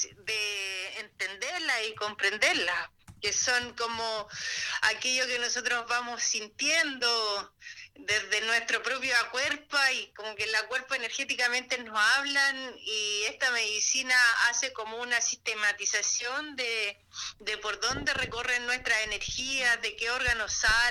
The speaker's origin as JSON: {"language": "Spanish", "town": "San Antonio", "region": "Valparaíso", "country": "Chile", "said": "soy del puerto de San Antonio"}